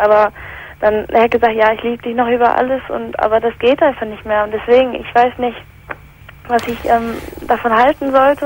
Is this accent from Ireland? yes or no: no; England, United Kingdom; Also ich komme ursprünglich aus England